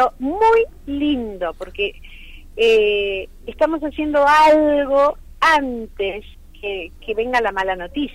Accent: Buenos Aires, Argentina; yo, que soy de la Ciudad Autónoma de Buenos Aires

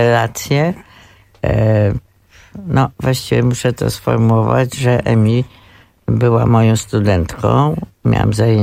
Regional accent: Kraków, Lesser Poland, Poland; born there; A poza tym jestem Krakowianką z urodzenia

